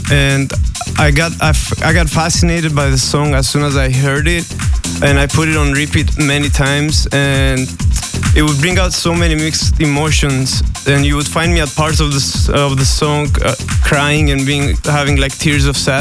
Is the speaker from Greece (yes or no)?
yes; Greece; now in Los Angeles, United States; Yeah, I live in LA, but I come from Greece.